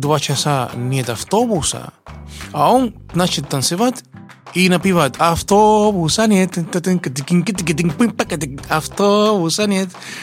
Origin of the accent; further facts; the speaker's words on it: Cuba; moved away as an adult; now in Russia; Приехал я из Кубы учиться в консерватории имени Чайковского, которую окончил экстерном в 93-м году. А приехал я в 89-м году.